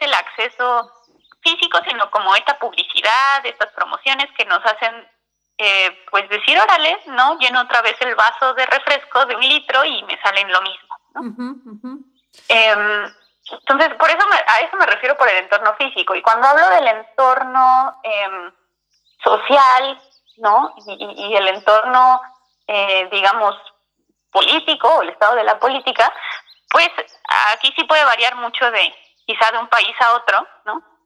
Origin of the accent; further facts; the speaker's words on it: Mexico City, Mexico; yo soy de la Ciudad de México